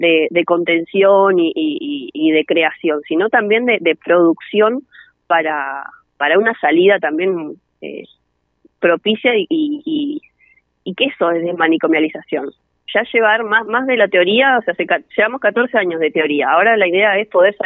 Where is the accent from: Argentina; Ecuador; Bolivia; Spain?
Argentina; Bariloche, Río Negro; yo soy de Bariloche